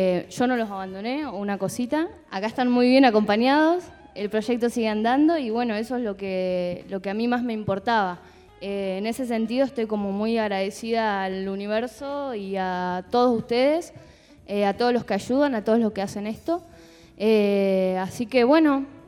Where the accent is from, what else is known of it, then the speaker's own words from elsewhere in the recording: Chubut, Argentina; also born or lived in La Plata; Me fui a trabajar allá a mi provincia, yo soy de Chubut.